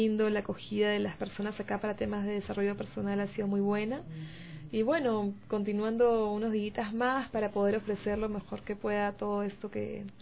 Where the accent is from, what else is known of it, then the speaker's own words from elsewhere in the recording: Lima, Peru; Vengo de Perú, de Lima